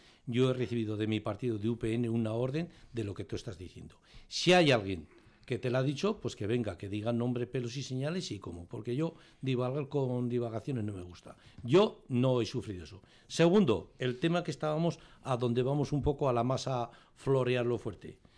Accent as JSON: {"language": "Spanish", "town": "Fustiñana", "region": "Navarre", "country": "Spain", "said": "hablo de mi pueblo Fustiñana"}